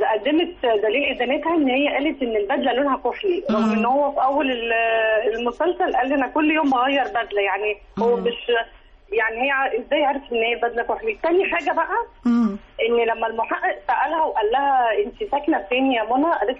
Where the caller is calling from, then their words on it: Giza, Giza Governorate, Egypt; من الجيزه.